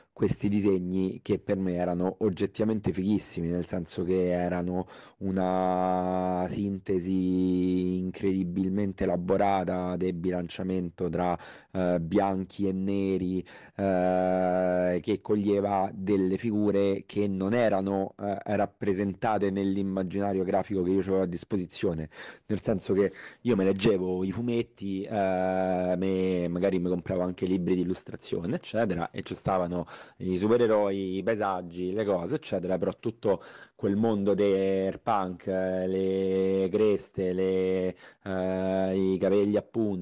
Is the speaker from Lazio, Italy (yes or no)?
yes; Rome, Lazio, Italy; io sono cresciuto a Roma e vedendo sui muri di Roma